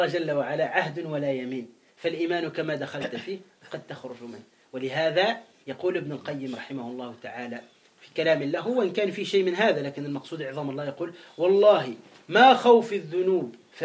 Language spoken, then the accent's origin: Arabic; Tunisia; احنا عندنا في تونس بعض الشيوعيين يقول لا إله والحياة مادة